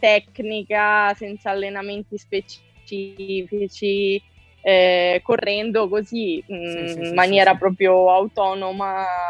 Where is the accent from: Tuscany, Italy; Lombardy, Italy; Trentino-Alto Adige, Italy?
Lombardy, Italy; Varese; now in Rome, Italy; Io vivo e mi alleno a Roma, anche se sono nata a Varese, sono lombarda. Dal 2015 vivo